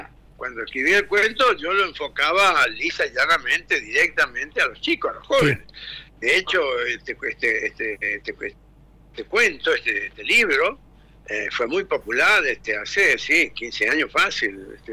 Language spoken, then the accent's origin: Spanish; Chaco, Argentina; yo soy chaqueño, yo nací en el Chaco y vivo en el Chaco.